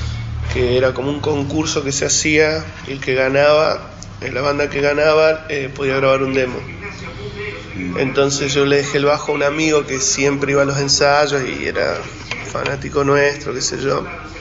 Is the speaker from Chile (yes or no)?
no; Santa Cruz, Argentina; yo soy de Santa Cruz. Y vivíamos en un pueblito que se llama Las Heras